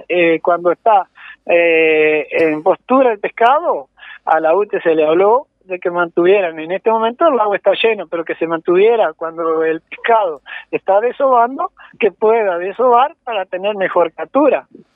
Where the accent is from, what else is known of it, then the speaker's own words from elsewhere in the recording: San Gregorio, Tacuarembó, Uruguay; pesqué toda una vida en San Gregorio y me crié en la Costa del Agua, tomaba el agua del río